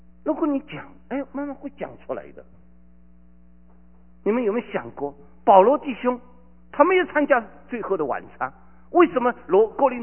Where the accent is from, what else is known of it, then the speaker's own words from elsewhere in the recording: China; 我以前我从大陆来的